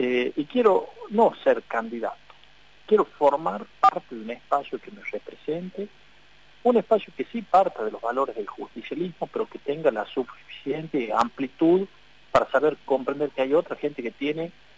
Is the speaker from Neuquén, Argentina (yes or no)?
no; La Rioja, Argentina; incluso yo como riojano, porque yo también soy un riojano que voto acá en La Rioja